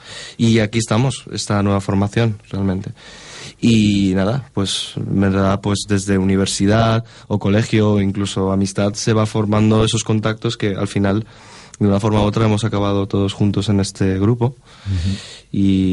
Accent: Valencia, Valencian Community, Spain; yo soy el único español de pura cepa que hay. Soy nacido aquí en Valencia de toda la vida.

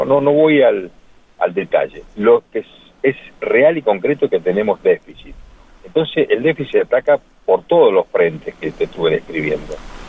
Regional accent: Argentina; Son las metas que nosotros nos tenemos que proponer como argentinos.

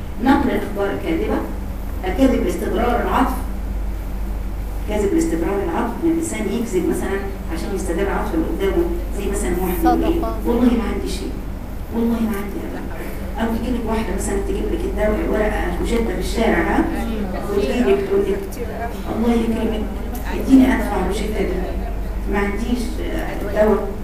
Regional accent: Egypt; قلت لها على فكره انا مصريه زيك يا حبيبتي، انا مصريه زيك

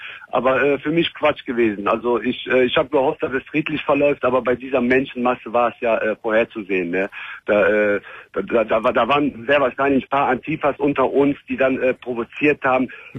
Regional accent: Cologne, North Rhine-Westphalia, Germany; Ich bin Kölner.

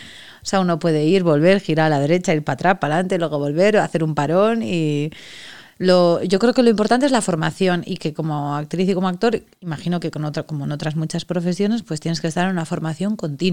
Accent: Andorra, Aragon, Spain; soy de un pueblo de Teruel y soy de Andorra, y entonces bueno, en mi pueblo no hay universidad, y con 18, 19 años me fui a estudiar a Zaragoza

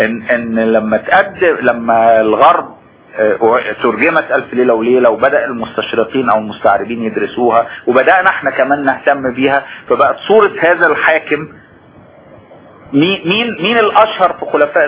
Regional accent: Egypt; استمر موجود في وجداننا كمصريين عبر التاريخ الطويل

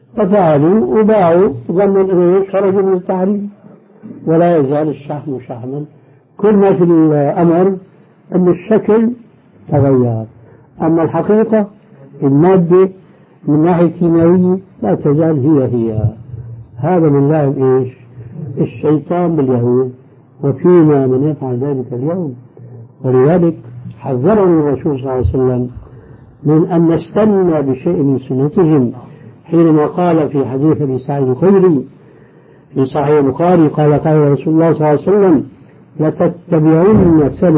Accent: Damascus, Damascus Governorate, Syria; وبعض المشايخ عندنا في دمشق الشام

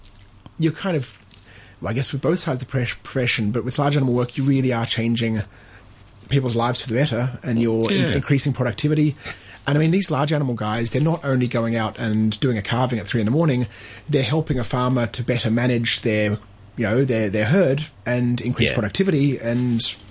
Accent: Australia; Oh, look, and I think I came from Australia and I think it's the same there.

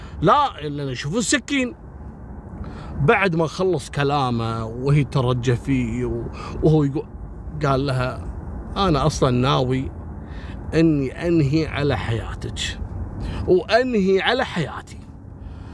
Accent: Kuwait; يعني شفتوا مثل القصص هذه كانت عندنا في الكويت أمر مفزع

